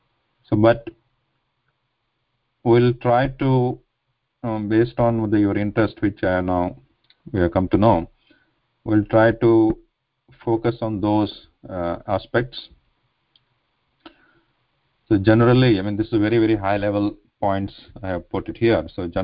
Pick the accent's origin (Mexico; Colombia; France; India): India; first language Kannada; English is a second language; now in United States; So I'm originally from India, currently live in the United States. So my mother tongue is Kannada, and but for all practical purposes, we speak here English and also Sanskrit to some extent.